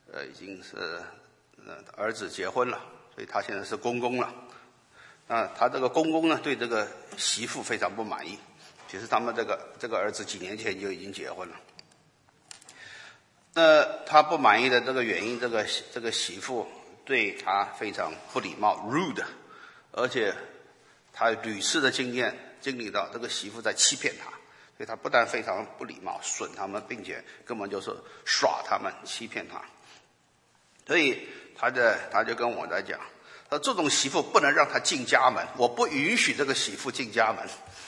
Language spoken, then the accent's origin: Chinese; China; 所以这个离开父母这个观念对我们中国人来讲是一个foreign concept